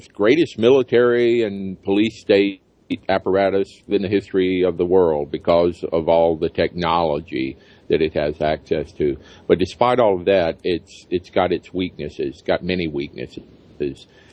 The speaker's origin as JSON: {"language": "English", "region": "Alabama", "country": "United States", "tie": "born or raised there", "said": "All of those are being overturned despite sometimes fierce resistance in states like my home state of Alabama."}